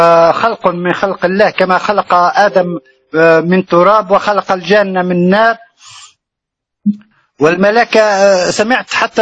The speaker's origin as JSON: {"language": "Arabic", "country": "Tunisia", "said": "أنا من تونس سيدي الفضل."}